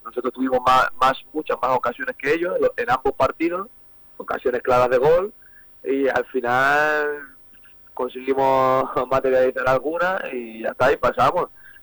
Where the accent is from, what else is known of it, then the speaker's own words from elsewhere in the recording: Talavera, Castilla-La Mancha, Spain; Sí, aquí en Talavera hay muy buen nivel, y ya lo sabemos todos, quien no lo sabe. Y claro, somos 6 de Talavera